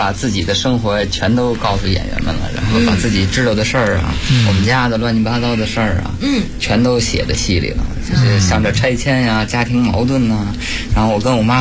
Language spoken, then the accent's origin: Chinese; Beijing, China; 有时候就作为北京人嘛，去西安旅游